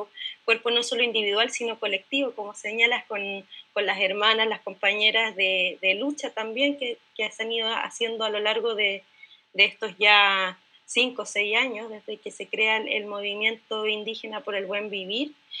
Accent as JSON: {"language": "Spanish", "country": "Chile", "said": "yo soy de Chile"}